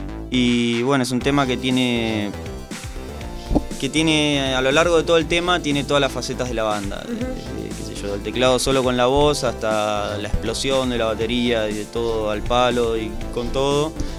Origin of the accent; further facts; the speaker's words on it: Mar del Plata, Buenos Aires Province, Argentina; Marplatense. Esta banda, bueno, empieza en el 2006. Somos todos de Mar del Plata.